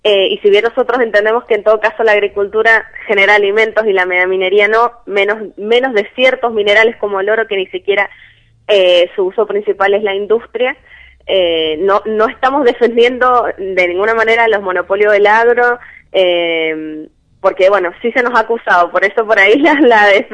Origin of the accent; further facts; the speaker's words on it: Mendoza, Argentina; tenemos para presionar como mendocinos para que estos proyectos no se aprueben